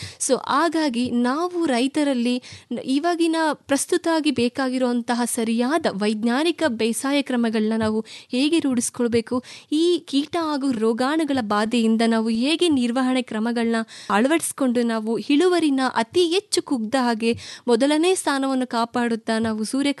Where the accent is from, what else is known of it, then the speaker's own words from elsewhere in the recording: Kunigal, Karnataka, India; ನಮ್ಮ ಊರು ಕುಣಿಗಲ್, ತುಮಕೂರು ಜಿಲ್ಲೆ.